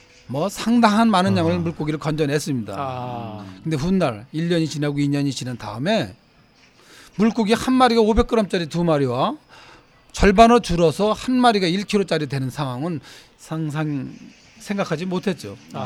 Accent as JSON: {"language": "Korean", "town": "Yeongjong", "region": "Incheon", "country": "South Korea", "tie": "born or raised there", "said": "제 고향은 사실은 그 인천 신공항이 있는 그 영종도란 섬인데."}